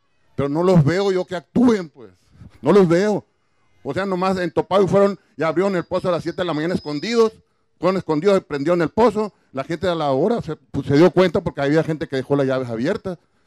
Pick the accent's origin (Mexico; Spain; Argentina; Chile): Mexico; Hermosillo, Sonora; Vengo de Hermosillo, vivo en Hermosillo, pero tengo 20 años en San José.